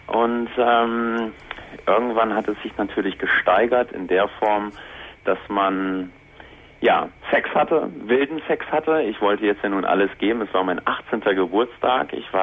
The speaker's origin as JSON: {"language": "German", "region": "Northern Germany", "country": "Germany", "said": "ich komme nicht aus Bochum, ich komme aus Norddeutschland."}